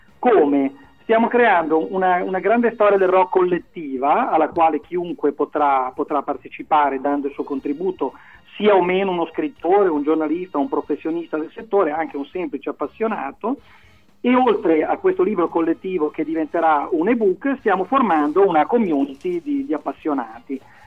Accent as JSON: {"language": "Italian", "town": "Sondrio", "region": "Lombardy", "country": "Italy", "tie": "born or raised there", "moved": "yes", "lives_now": "Bologna, Italy", "said": "Di Sondrio, ma da un anno mi sono trasferito dalle parti di Bologna."}